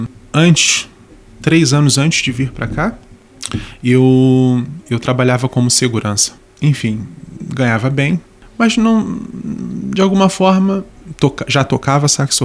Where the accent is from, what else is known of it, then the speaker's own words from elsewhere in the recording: Rio de Janeiro, Brazil; now in Portugal; nós crescemos no mesmo bairro no Rio de Janeiro.